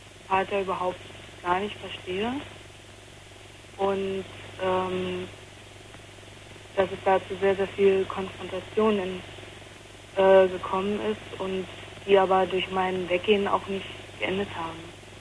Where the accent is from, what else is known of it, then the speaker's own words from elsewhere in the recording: Potsdam, Brandenburg, Germany; moved away; Also ich komme eigentlich eben aus Potsdam und bin nach Nordrhein-Westfalen. Und da habe ich dann noch halt ein halbes Jahr ungefähr noch weiter da gewohnt.